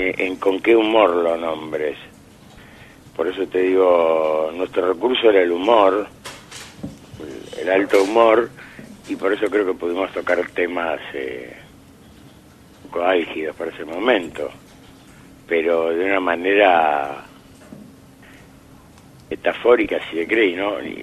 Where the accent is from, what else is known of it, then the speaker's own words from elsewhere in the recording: Buenos Aires, Argentina; Como buen porteño, le meto mano al tango canción.